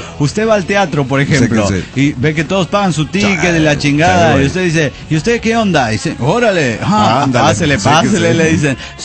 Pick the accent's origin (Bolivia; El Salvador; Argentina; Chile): Bolivia; yo vengo de Bolivia, soy extranjero